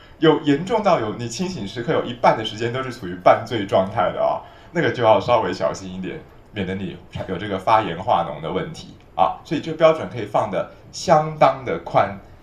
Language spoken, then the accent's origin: Chinese; China; 就是我们中国人或者日本人哦，凡是压力大了的时候